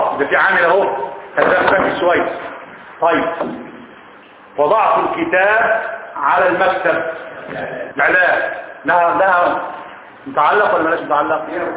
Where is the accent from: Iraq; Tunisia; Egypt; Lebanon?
Egypt; بيقولوها المصريين صح ما انا منهم انا مصري برضه